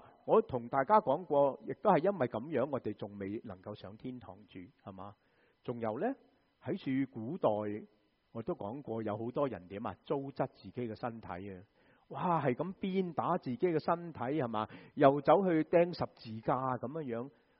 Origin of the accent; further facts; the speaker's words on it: Guangdong, China; 我们广东人就会怎么说啊？